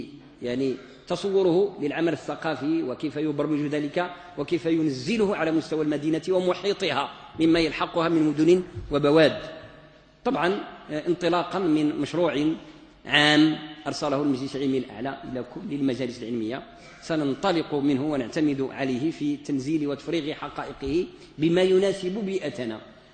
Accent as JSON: {"language": "Arabic", "country": "Morocco"}